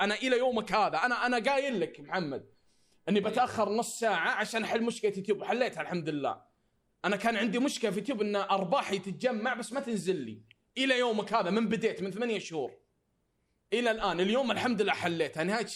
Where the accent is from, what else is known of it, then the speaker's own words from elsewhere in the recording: Saudi Arabia; عندنا في السعوديه ما عندك اللي هو البي او بوكس زي امريكا